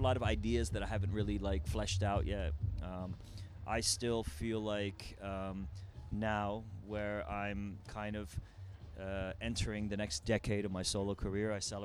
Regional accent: Iran; moved away; I came from Iran, yeah.

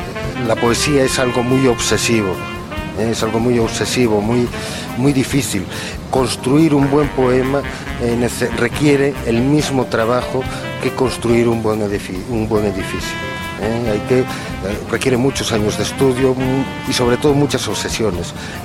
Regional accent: Asturias, Spain; accent: Asturian; first language Asturian; soy asturiano hablante porque es mi lengua materna, pero el español también es mi lengua. Si algo me siento, es hispano.

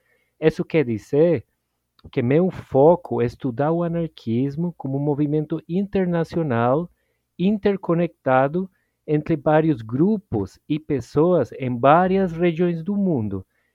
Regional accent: Costa Rica; Portuguese is a second language; now in Brazil; eu sou da Costa Rica

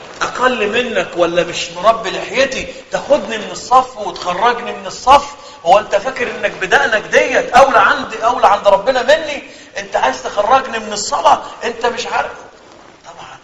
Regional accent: Egypt; أنا أذكر في إحدى الرمضانات عندنا في مصر ممكن ده في كل بلدنا

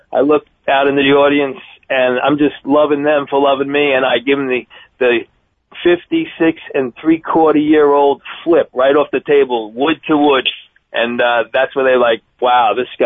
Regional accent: New York, United States; growing up in New York, in the old days, retirement age was 65.

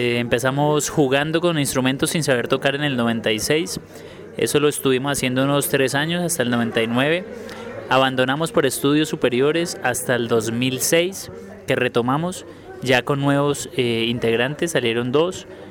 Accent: Cali, Valle del Cauca, Colombia; nosotros estamos residenciados en la ciudad de Cali, no somos de Bogotá, somos de Cali, de la tierra del azúcar, de la salsa, del rock independiente.

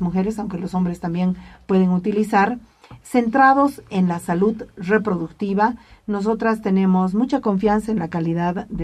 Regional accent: Bolivia; incluso como ciudadana boliviana

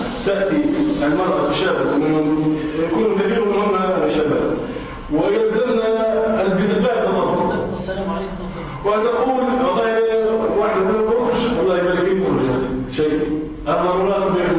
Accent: Tunisia; وكذلك بما يسمى عندنا في تونس بالحاك

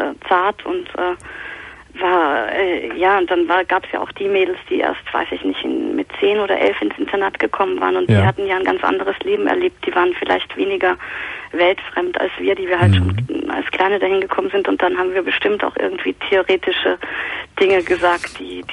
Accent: Vienna, Austria; now in Cologne, Germany; Ich bin Wienerin. Ich bin Österreicherin.

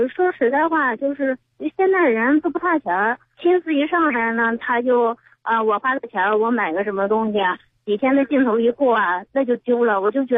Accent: Anhui, China; now in Beijing, China; 我老家安徽的。

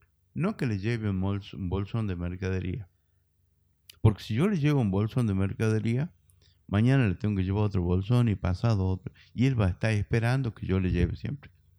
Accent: Metán, Salta, Argentina; soy de Metán, traigo mi propia tonada. Yo entraba sacando pecho diciendo que soy de Metán porque tengo orgullo de haber nacido ahí en la Alberdi entre Tucumán y Jujuy. Y a mi mamita la atendió una partera, yo nací en la casa

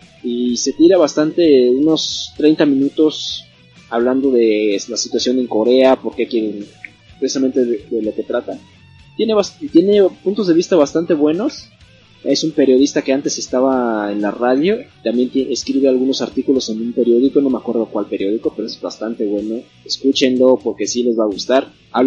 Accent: Mexico; para nosotros mexicanos no es tan chocante de escuchar como un español.

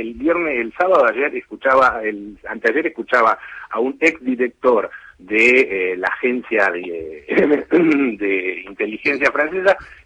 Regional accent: Argentina; nosotros como argentinos esto lo conocemos

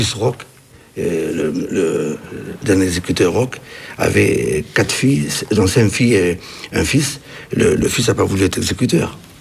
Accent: Algeria; born there; Je suis né en Algérie en 1931, le 14 juin.

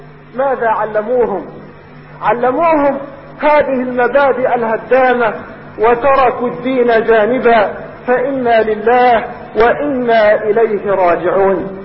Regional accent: Egypt; يريدون اليوم ان تحيا في بلادنا

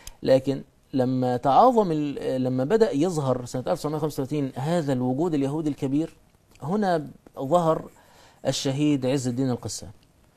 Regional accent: Egypt; احنا عندنا في مصر مثلا بدأ حتى الإخوان في ذلك الوقت يبدأوا يثيروا القضية الفلسطينية

